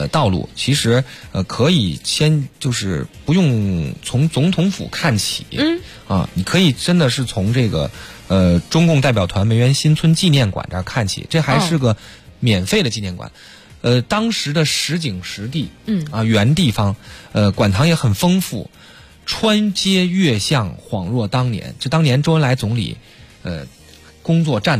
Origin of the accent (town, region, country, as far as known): Beijing, China